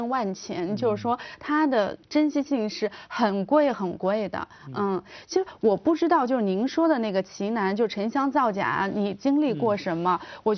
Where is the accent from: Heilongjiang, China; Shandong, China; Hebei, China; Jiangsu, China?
Heilongjiang, China; 很近。我们家乡因为这个事儿火了，我觉得不是很光彩。